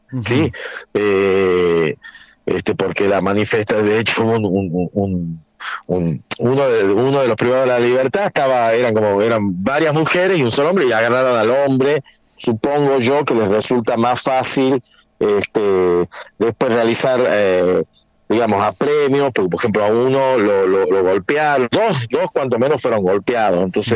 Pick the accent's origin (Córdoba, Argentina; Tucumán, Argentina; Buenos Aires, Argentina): Tucumán, Argentina; Yo vivo desde que soy muy pequeño, no nací en Tucumán, pero me considero tucumano